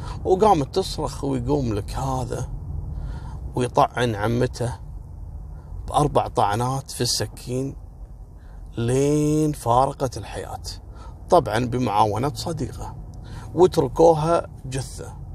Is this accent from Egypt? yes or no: no; Kuwait; وهذا النظام اعتقد موجود في كل مكان يعني حتى عندنا في الكويت